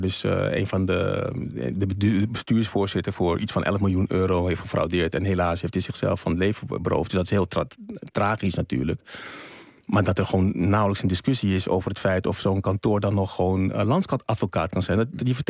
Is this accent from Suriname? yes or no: yes; Suriname; born there; En dat is het land waar ik geboren ben.